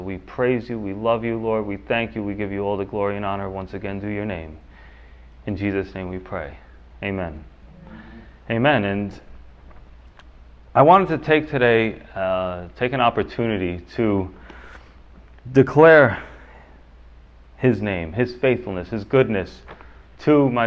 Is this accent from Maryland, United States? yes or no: no; Yonkers, New York, United States; I was born here in the city of Yonkers, right up the hill. Actually, you go over Executive Boulevard, I was born in St. John's Hospital.